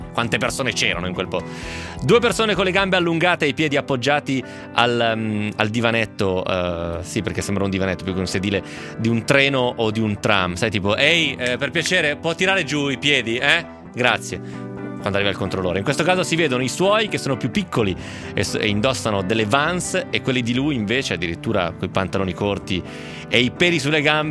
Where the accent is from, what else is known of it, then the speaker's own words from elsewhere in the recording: Lecco, Lombardy, Italy; Dalle mie parti Lecco si diceva attaccare e poi fare vola.